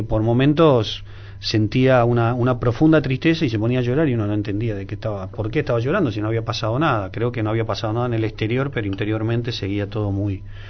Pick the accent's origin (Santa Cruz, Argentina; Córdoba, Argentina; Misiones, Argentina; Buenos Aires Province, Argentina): Buenos Aires Province, Argentina; Valentina Alsina; mi madre me parió en Capital, sí, en un sanatorio de 11, pero sí, me crié durante 20 años de mi vida en Valentina Alsina, en Lanús, que está muy próximo al puente Alsina, ¿no?, a 10 cuadras de lo que sería la capital